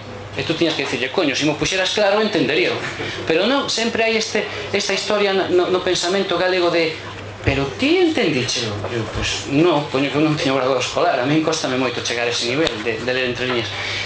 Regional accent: Galicia, Spain; para que vexades como somos os galegos, para vexades como estamos realmente no final do paradoxo

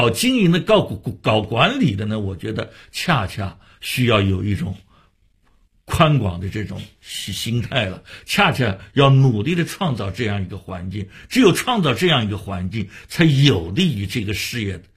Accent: Shanghai, China; 回过头来我发现北京人也做过我们上海人的戏啊

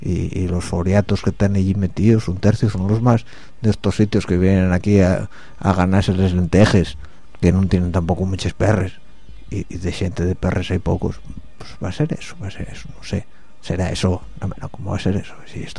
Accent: Spain; está claro que los mayores del mundo somos los españoles

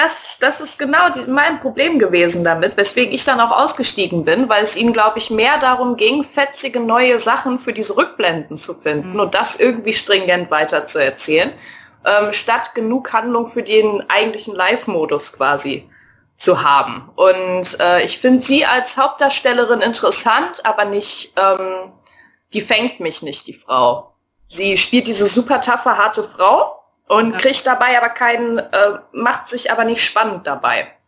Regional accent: Düsseldorf, North Rhine-Westphalia, Germany; Ich als Düsseldorferin kenne diesen Schlag Mensch, den sie sich da ranzieht.

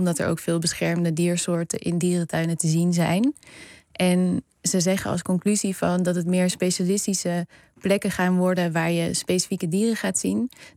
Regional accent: Arnhem, Gelderland, Netherlands; Ik kom uit Arnhem, dus ik ging altijd

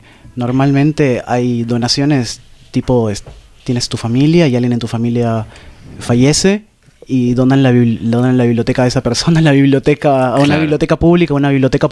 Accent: Peru; Yo crecí en una ciudad en Perú. Uh-huh. No era chica para nada, era quizás como La Plata o tal vez un poco más grande

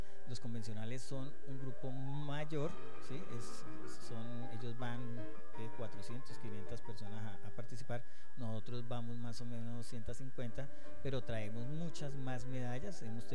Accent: Villavicencio, Meta, Colombia; somos tres deportistas de Villavicencio que estamos en bolos en el proceso

